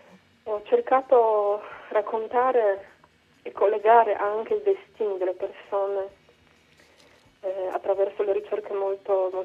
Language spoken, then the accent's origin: Italian; Poland; ho cominciato a camminare sul confine del mio paese, la Polonia, dal sud al nord